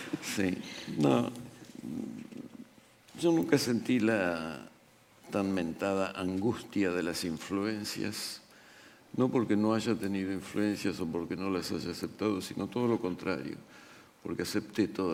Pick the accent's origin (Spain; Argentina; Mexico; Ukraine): Argentina; para los argentinos, que somos tan argentinos, lamentablemente